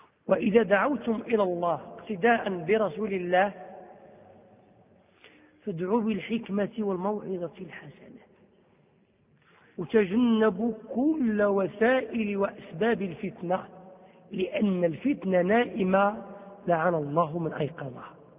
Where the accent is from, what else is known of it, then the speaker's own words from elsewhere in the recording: Morocco; شو الديمقراطية اللي عندنا في المغرب